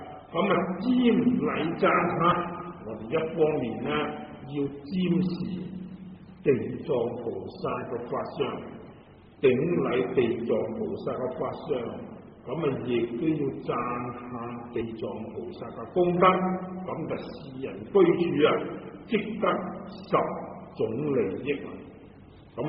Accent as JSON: {"language": "Cantonese", "region": "Guangdong", "country": "China", "said": "咁啊，我哋广东人如果话食萝卜啊，佢就话破气啦"}